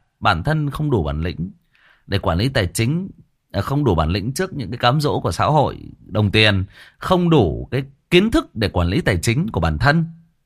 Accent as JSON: {"language": "Vietnamese", "region": "Hưng Yên", "country": "Vietnam", "tie": "born or raised there", "said": "Quê tôi cũng Hưng Yên bạn ơi. Quê tôi cũng Hưng Yên. Và tôi đang kể cái câu chuyện về quê tôi ở một cái làng nào đó ở quê tôi."}